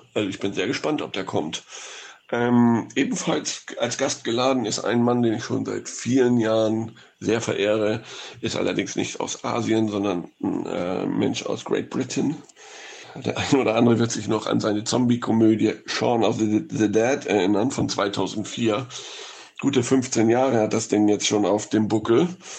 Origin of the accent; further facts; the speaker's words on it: Hamburg, Germany; in meiner Heimatstadt Hamburg